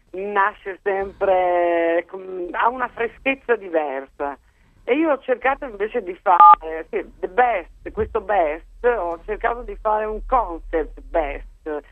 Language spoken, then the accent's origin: Italian; Castelfranco Veneto, Veneto, Italy; also born or lived in Milan / Rome; Io sono di Castelfranco Veneto e ho vissuto per molti anni contemporaneamente sia a Milano che a Roma, per molti anni, 29 anni, e da 7 anni esattamente da quando mi sono sposata io vivo nella casa che fu dei miei nonni, poi dei genitori